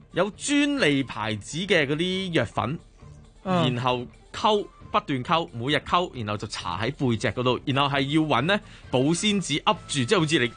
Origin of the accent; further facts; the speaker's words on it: Fujian, China; 因为我系福建人，好危险啊！